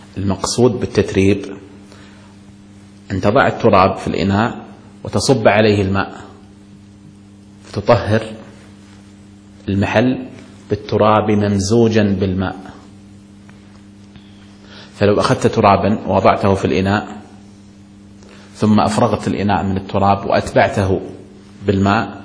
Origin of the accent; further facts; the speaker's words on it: Kuwait; نسمع في الكلام الدارج عندنا في الكويت